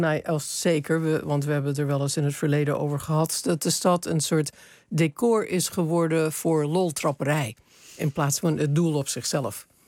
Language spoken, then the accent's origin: Dutch; Los Angeles, California, United States; moved away as an adult; now in Amsterdam, Netherlands; Waar ik ben opgegroeid is Los Angeles. Een enorme, oeverloze stad. Alleen maar te bereiken alles met de auto.